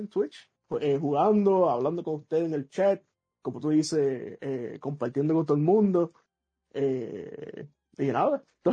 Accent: New York, United States; now in Puerto Rico; yo nací en New York, en Nueva York. Pero al tiempo, ¿verdad? Pues me mudé para acá, pero mis padres son puertorriqueños, mis abuelos, toda mi familia. Pero yo nací en Estados Unidos. Pero sí, nací, me crié por allá y después vine para acá.

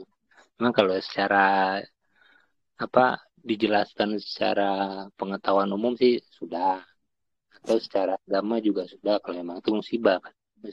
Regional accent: Aceh, Indonesia; aku ini dari Aceh.

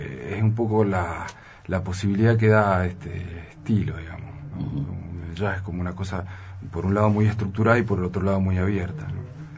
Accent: Mendoza, Argentina; Yo hace muy poco que vivo acá, hace 3 años apenas. Yo soy mendocino.

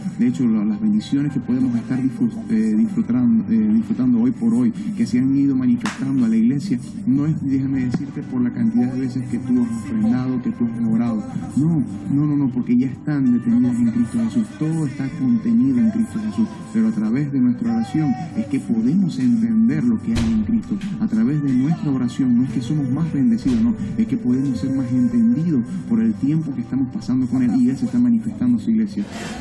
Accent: Zulia, Venezuela; vengo de Venezuela, específicamente de Zulia. Y bueno, pero digamos que radico allá, pero somos ciudadanos del reino de los cielos. O sea, por ahora estoy allá, pero venimos todos del reino de los cielos para la gloria del Señor.

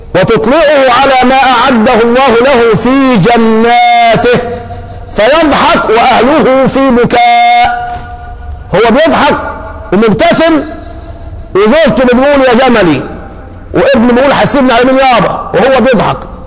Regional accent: Egypt; انت عندنا في مصر يوم ما الشمس تشتد ما بتسخنش الفنتاز ولا بتسخنه

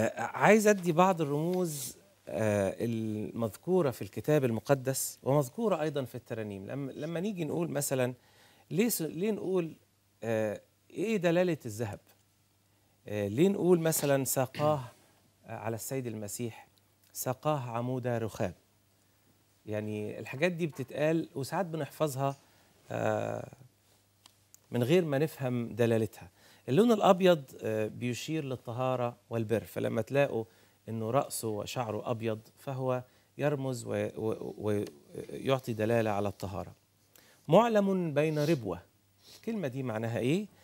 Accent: Sohag Governorate, Egypt; زينا الصعيدة انا صعيدي انا راجل سوهاجي

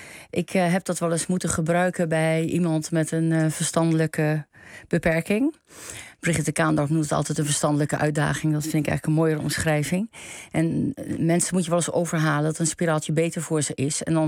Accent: Enter, Overijssel, Netherlands; born there; Dat lag in de bibliotheek in Enter, mijn geboorteplaats.

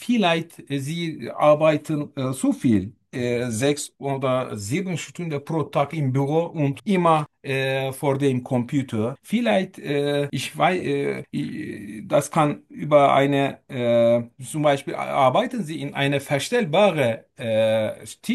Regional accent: Turkey; German is a second language; moved away as an adult; now in Simmerath, Germany; ich komme aus der Türkei. Ich bin 41 Jahre alt und ich lebe seit etwas mehr als 2,5 Jahren in Deutschland.

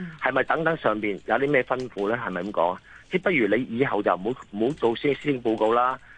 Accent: Hong Kong; 我哋香港人

